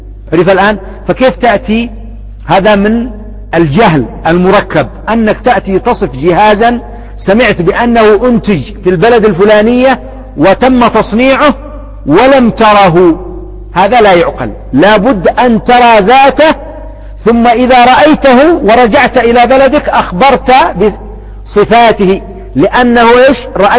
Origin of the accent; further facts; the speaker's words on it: Yemen; أو يطلب علم ها هنا عندنا في اليمن